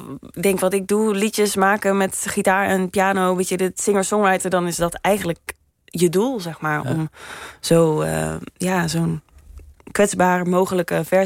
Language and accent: Dutch; Limburg, Netherlands; Want ik kom uit Midden-Limburg en dat is weer een ander accent dan Noord-Limburg.